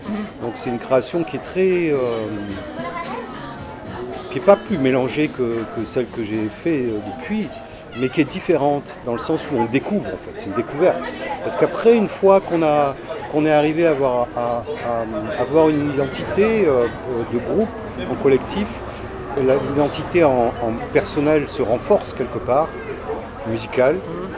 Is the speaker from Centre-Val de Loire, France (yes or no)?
no; Saint-Étienne, Auvergne-Rhône-Alpes, France; born there; Je suis né à Saint-Étienne, c'est une ville centrale de la France.